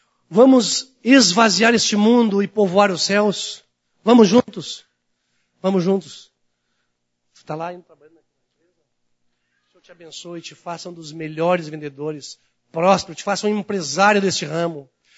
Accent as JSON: {"language": "Portuguese", "town": "Porto Alegre", "region": "Rio Grande do Sul", "country": "Brazil", "tie": "born or raised there", "also_born_or_lived": "Salto do Jacuí", "said": "Salto do Jacuí. Mas eu vim de lá. Pequenininho. Depois cresci aqui em Porto Alegre."}